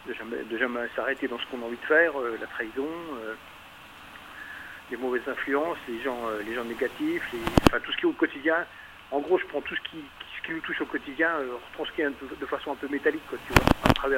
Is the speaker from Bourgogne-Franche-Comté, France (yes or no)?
yes; Besançon, Bourgogne-Franche-Comté, France; Donc, on est dans l'est, on vient de Besançon, dans le Doubs.